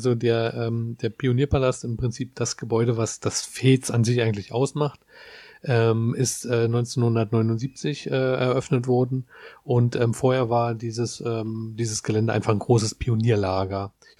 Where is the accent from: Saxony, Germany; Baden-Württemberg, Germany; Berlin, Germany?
Berlin, Germany; Also ich bin ja aus der Ecke, ne? Ich bin in dem Stadtbezirk groß geworden, wo das Fez ist